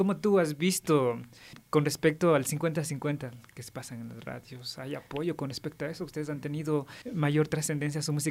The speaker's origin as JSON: {"language": "Spanish", "country": "Ecuador", "said": "nosotros como ecuatorianos"}